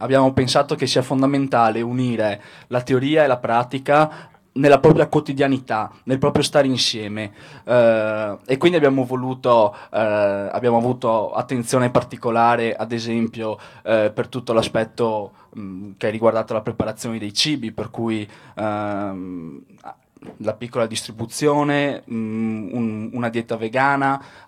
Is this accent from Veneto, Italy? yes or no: yes; Venice, Veneto, Italy; vengo da Venezia, dove da poco abbiamo concluso un'esperienza molto importante